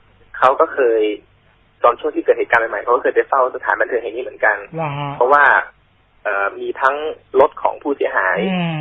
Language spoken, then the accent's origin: Thai; Isan, Thailand; ผมแหละเขาก็พูดอีสานแหละ